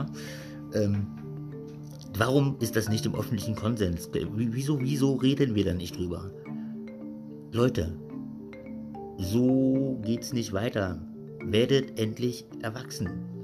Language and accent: German; West Germany, Germany; moved away as an adult; now in Berlin, Germany; Ich bin im Westen aufgewachsen und erst Ende des 2004 oder was bin ich hergekommen.